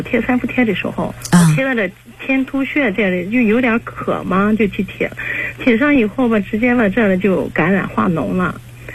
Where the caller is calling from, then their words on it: Qingdao, Shandong, China; 哎，今年56岁。